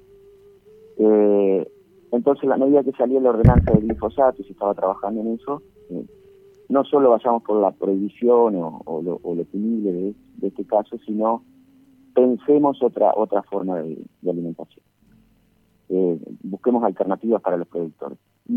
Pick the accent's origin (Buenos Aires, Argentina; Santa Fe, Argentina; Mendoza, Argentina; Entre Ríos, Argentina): Entre Ríos, Argentina; Larroque; Y después la vuelta a mi pueblo, que es La Roque